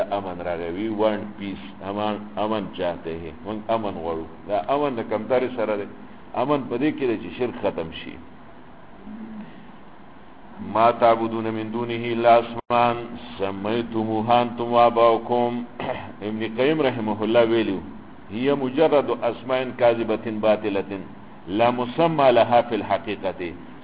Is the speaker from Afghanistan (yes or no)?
no; Pakistan; ما د مصر نه یم د پاکستان یم پاکستانی